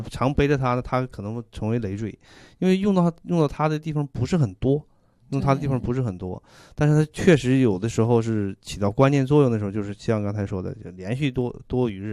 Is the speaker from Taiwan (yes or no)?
no; China; 我们中国人的古人的智慧什么这个蓑衣和斗笠啊